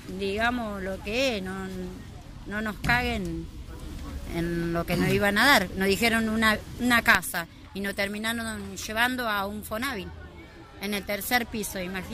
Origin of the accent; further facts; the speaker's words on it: Granadero Baigorria, Santa Fe, Argentina; ¿por qué me tengo que ir a Rosario si yo soy de Granadero Baigorria?